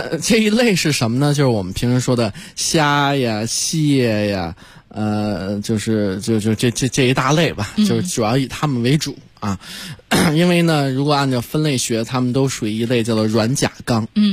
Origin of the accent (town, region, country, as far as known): China